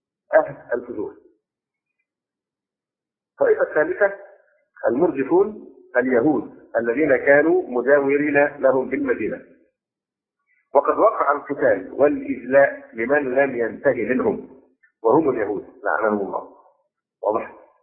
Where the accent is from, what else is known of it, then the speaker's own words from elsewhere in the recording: Egypt; هذه القضيه بالذات هنا عندنا في مصر الان مشكله في غايه التعقيد